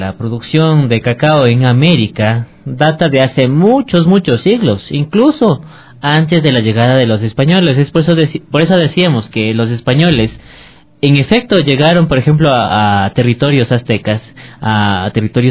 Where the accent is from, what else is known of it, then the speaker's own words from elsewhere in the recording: Ecuador; Estos datos creo que nos interesan como ecuatorianos conocer, ¿no?